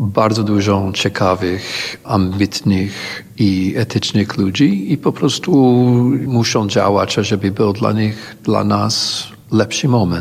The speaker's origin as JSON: {"language": "Polish", "country": "United States", "said": "Ale jako Amerykanin po prostu czuję obowiązek, żeby działać razem z tymi, którzy działają."}